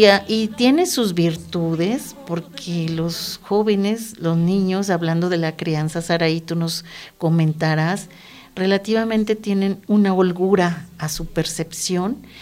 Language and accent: Spanish; Mexico City, Mexico; moved away; yo vengo de la Ciudad de México hace 6 años